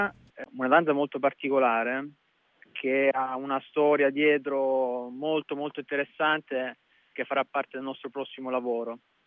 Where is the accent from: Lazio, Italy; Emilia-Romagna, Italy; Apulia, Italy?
Apulia, Italy; Lecce; sono originario di Lecce, anche se non vivo, ahimè, non vivo a Lecce, vivo vicino a Bologna.